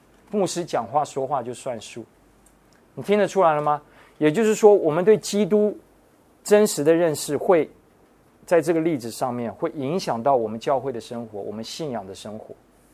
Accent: United States; 我自己发现，因为我可能从小在美国长大，华人在争论的时候时常会觉得你是在针对我。

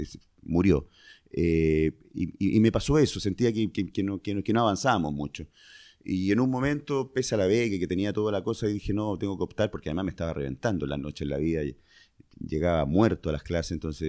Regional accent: Concepción, Biobío, Chile; born there; yo originalmente nací en Concepción, que es una ciudad que está en Concepción, una ciudad que está en la octava región en Chile. Ahí nací...

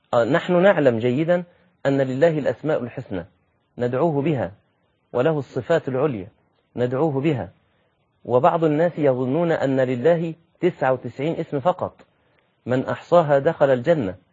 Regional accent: Egypt; نعم أنت دي لغتك وده المتعرف عليه في بلدك زي عندنا في مصر

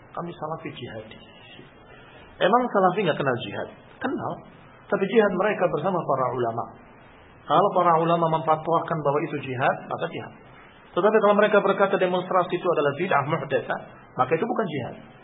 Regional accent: Thailand; Indonesian is a second language; Thailand. Dari Thailand. Assalamualaikum warahmatullahi wabarakatuh. Saya mohon maaf atas kekurangan bahasa Indonesia saya.

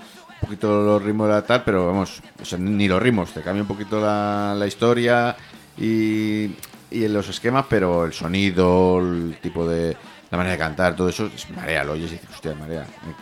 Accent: Madrid, Community of Madrid, Spain; yo soy de la Lipa, o sea, estamos relativamente cerca, ¿no? De Vallecas, nos separamos la Atalaz.

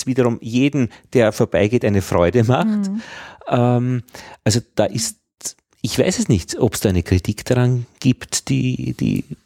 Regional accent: Upper Austria, Austria; Wo ich herkomme, an der österreichisch-deutschen Grenze bei Braunau

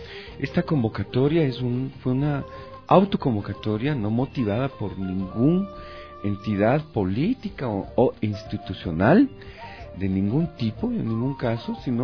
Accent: Quito, Pichincha, Ecuador; firmes pero también alegres, porque así somos los quiteños de alguna manera.

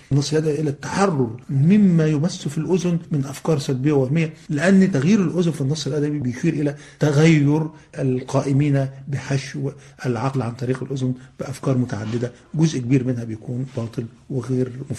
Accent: Egypt; أنا حتى عندنا في مصر بنقول الدوي على الودان أمر من السحر

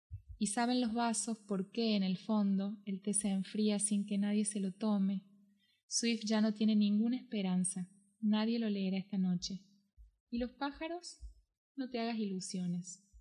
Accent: Córdoba, Argentina; yo soy de Córdoba, entonces hablo como una persona de Córdoba, no Córdoba, la Nueva Andalucía, Córdoba, Argentina.

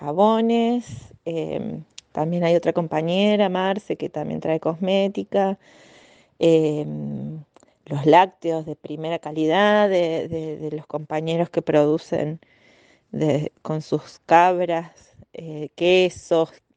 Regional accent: Yacanto, Córdoba, Argentina; de Yacanto.

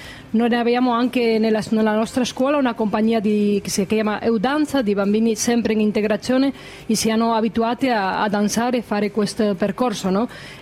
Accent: Galicia, Spain; Italian is a second language; Sì, vengo dalla Galizia e facciamo parte di questo progetto.

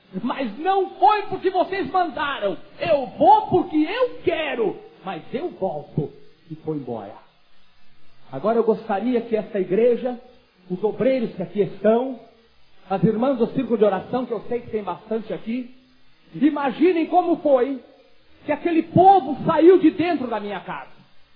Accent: Caxias do Sul, Rio Grande do Sul, Brazil; born there; O meu avô foi um dos homens mais ricos de Caxias do Sul, no Rio Grande do Sul, onde eu nasci.

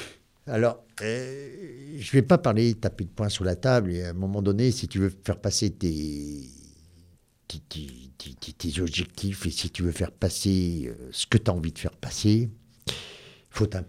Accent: Valserhône, Auvergne-Rhône-Alpes, France; Moi, je suis né ici, je suis né en 1966 à Béliard, au Valserone. Maintenant, on est Valserone. Je prends le Valseronois. Je suis un vrai Valseronois.

